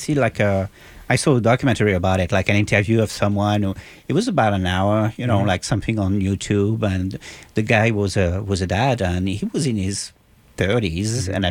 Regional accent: Paris, Île-de-France, France; English is a second language; You know, I'm from Paris, so right.

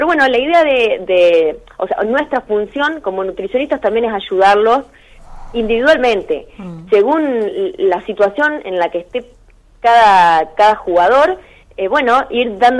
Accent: Eduardo Castex, La Pampa, Argentina; now in Córdoba, Argentina; yo soy de Eduardo Castex y bueno, hace varios años que estoy acá en Córdoba porque me vine a estudiar

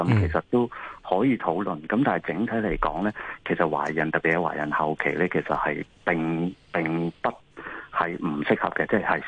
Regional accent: China; 因為譬如我哋中國人有時有一啲固有嘅觀念啊

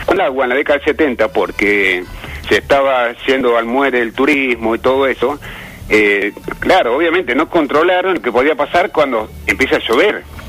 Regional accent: Epecuén, Buenos Aires Province, Argentina; born there; Yo te digo porque yo nací en el Pecuén. Yo tenía 18 años y medio cuando se inundó Pecuén.

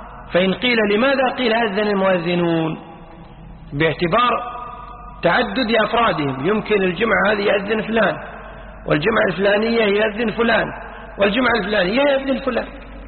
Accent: Kuwait; يعني مثلا عندنا بالكويت توقيت موضوع من أول سنة 86

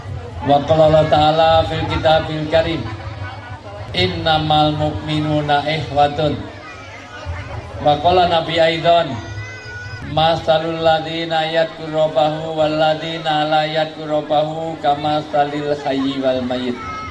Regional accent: Java, Indonesia; Saya asli orang Jawa, dalam orang Jawa bilang orang tua itu disebut sepuh.

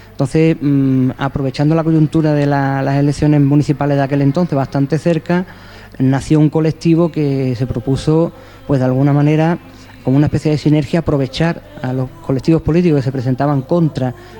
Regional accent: Coín, Andalusia, Spain; vengo de Coín

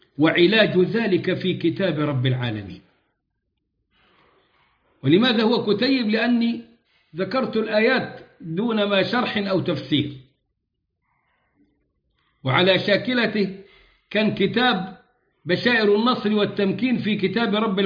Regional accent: Egypt; وكنت قد جعلت ذلك سلسلة دروس في بلدنا مصر، مصر العزيزة على قلوبنا

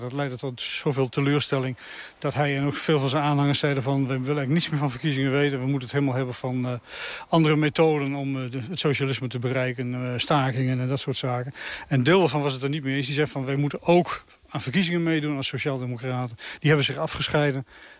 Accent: Zwolle, Overijssel, Netherlands; En dat maakt je als Zwollenaar toch wel extra trots, ja, zeker.

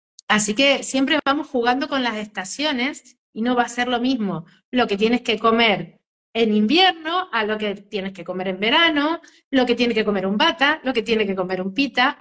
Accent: Argentina; now in Spain; Yo soy argentina, pero vivo en España, y la semana que viene me voy a visitar mi tierra

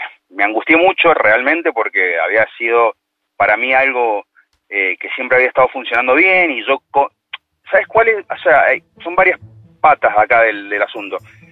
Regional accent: Mendoza, Argentina; Yo soy de Mendoza. Y bueno, trabajo en el rubro inmobiliario.

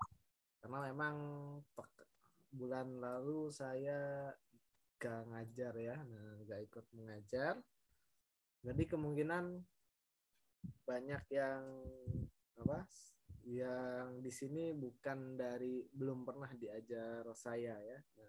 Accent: Bogor, West Java, Indonesia; now in Yogyakarta, Indonesia; asal saya dari Bogor tapi sekarang sedang domisili di Yogyakarta ya, ada suatu keperluan saya jadi tinggal di Yogyakarta sementara ya.

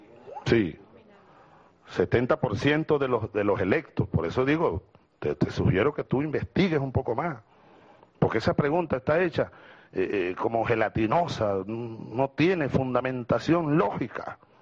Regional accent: Venezuela; Claro que para mí tiene importancia como venezolano

